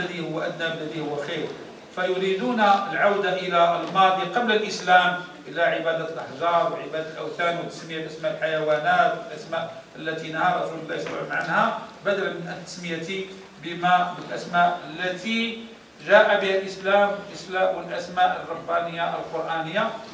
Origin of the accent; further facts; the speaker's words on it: Morocco; كل وثيبة هو عربي عندنا في المغرب ديالنا،